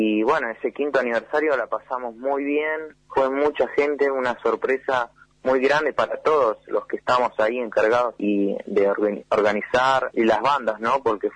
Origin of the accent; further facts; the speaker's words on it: Bariloche, Río Negro, Argentina; Yo soy pianista, compositor de Bariloche, acá tengo 21 años.